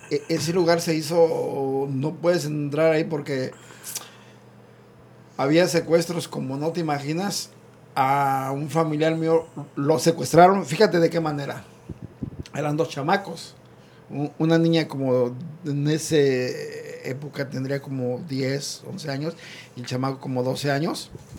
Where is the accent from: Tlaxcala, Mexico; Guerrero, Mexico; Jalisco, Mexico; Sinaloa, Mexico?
Guerrero, Mexico; Teloloapan; No soy originario de Telolapan, pero viví la mayoría de mis años y me considero de Telolapan, de ahí, Telolapan Guerrero.